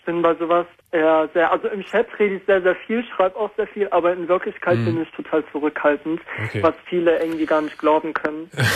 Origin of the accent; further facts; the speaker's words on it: Iran; Und der kam halt direkt aus dem Ort, wo ich aufgewachsen bin. Also ich bin ja fast jedes Jahr eigentlich in den Iran gereist.